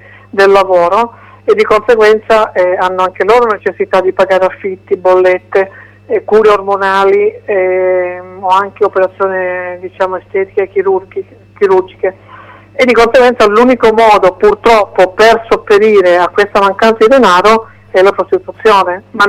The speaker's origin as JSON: {"language": "Italian", "town": "Turin", "region": "Piedmont", "country": "Italy", "said": "Torino, io parlo Torino perché sono di Torino"}